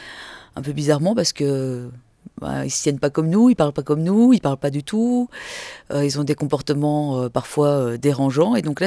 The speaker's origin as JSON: {"language": "French", "country": "Belgium", "said": "Sinon, non, je suis de Belgique, belge."}